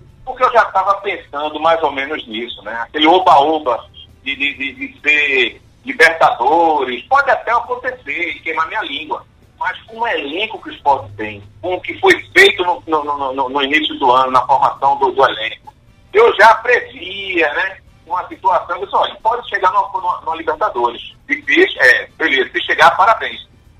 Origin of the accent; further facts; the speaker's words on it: Northeast Region, Brazil; Dá orgulho de ver como nordestino